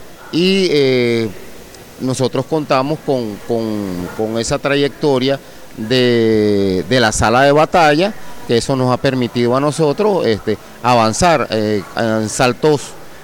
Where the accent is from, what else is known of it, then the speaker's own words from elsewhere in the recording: Venezuela; nosotros como venezolanos